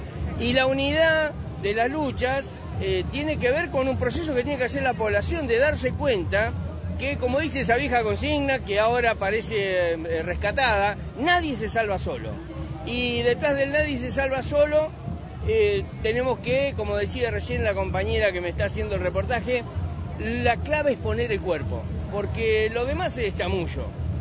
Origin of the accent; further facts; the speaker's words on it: Argentina; y además porque soy argentino.